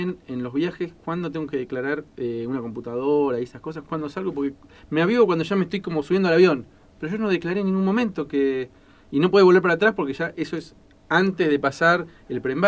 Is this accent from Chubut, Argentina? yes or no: no; Cipolletti, Río Negro, Argentina; Una historia de también de mi pueblo de Chipoleti.